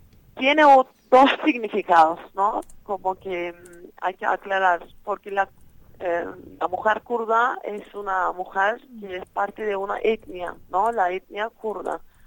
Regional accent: Turkey; Spanish is a second language; Yo soy kurda de Turquía, digamos, una kurda que vivía en Turquía, que nací en Turquía.

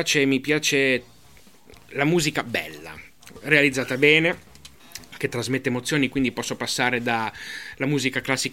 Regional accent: Genoa, Liguria, Italy; dato che io vengo da Genova, non posso esimermi

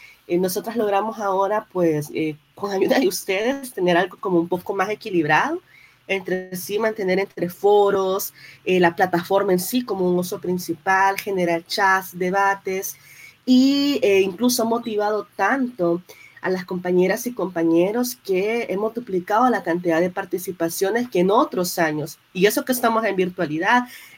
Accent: El Salvador; yo soy de acá, de El Salvador, siempre Centroamérica

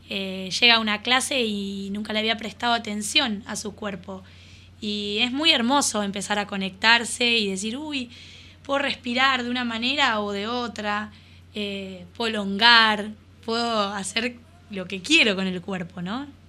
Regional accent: La Plata, Buenos Aires Province, Argentina; sino que estoy acá, soy platense

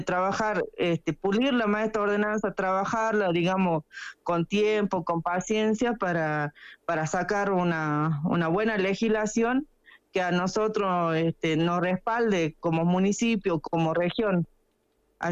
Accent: Cachi, Salta, Argentina; born there; yo soy nacida acá en Cachi, digamos, mi familia materna nació y vivió toda su vida al pie del Nevado, también somos productores

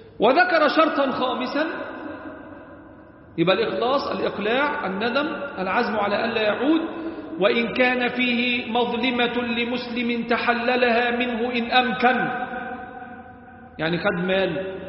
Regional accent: Egypt; ربنا احفظ بلدنا مصر وسائر بلاد

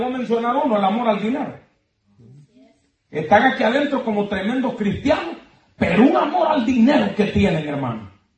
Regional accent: Honduras; estando yo en mi país, que es Honduras, hermano, lo voy a mencionar, porque soy de allá

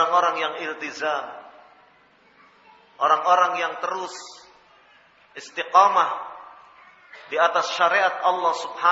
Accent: Surakarta, Central Java, Indonesia; Bikin e-KTP, ya. Seperti di Solo itu, di kampung saya.

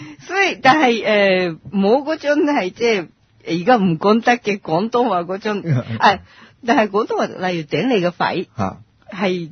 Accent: Japan; Cantonese is a second language; now in Hong Kong; 我認為、香港都英文都 OK 啦、但係嚟到香港先知，其實如果融入到香港社會一定要講廣東話，但係我哋日本人嚟講呢，廣東話非常之難學嘅

